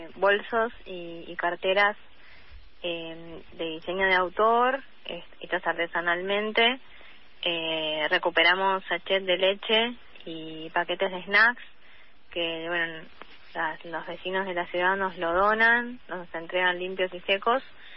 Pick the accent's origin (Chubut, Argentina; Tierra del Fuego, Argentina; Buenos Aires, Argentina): Buenos Aires, Argentina; La Salada; born there; yo nací en La Salada